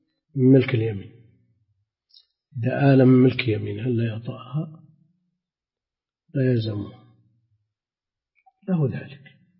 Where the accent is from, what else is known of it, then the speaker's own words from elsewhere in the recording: Najd, Saudi Arabia; عندنا في نجد الأثر ظاهر.